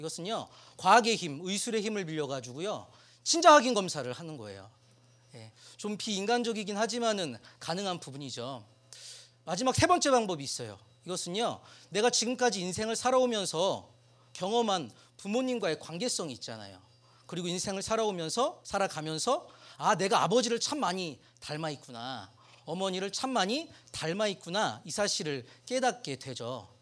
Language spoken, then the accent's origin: Korean; South Korea; 제가 한국 사람이고 교회를 다녀요. 그리스도인이에요. 예수님을 믿어요.